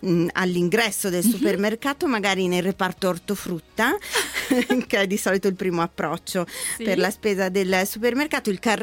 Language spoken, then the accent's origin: Italian; Brescia, Lombardy, Italy; Io da bresciana posso anche festeggiarlo.